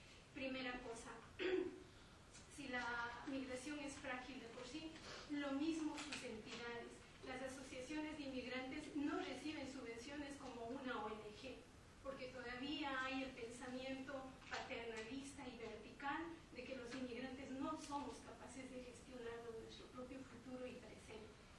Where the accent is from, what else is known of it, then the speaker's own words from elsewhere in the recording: Ecuador; now in Zaragoza, Spain; no es lo mismo luchar yo como ecuatoriana que luchar como una asociación de inmigrantes